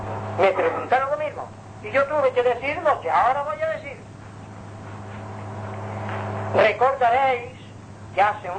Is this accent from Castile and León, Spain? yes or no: no; Palma, Balearic Islands, Spain; also born or lived in Inca; yo tenía unos 6 o 7 años de edad, porque soy mallorquín, pero de Inca, nací en Inca. Me bajaron a Palma y fuimos a vivir en la Plaza de la Faja